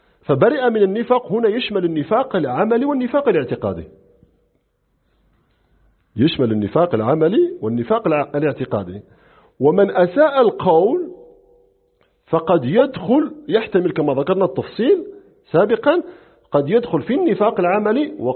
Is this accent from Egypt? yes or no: no; Morocco; نحن عندنا في المغرب لما جاء قيام الدولة الأدارسة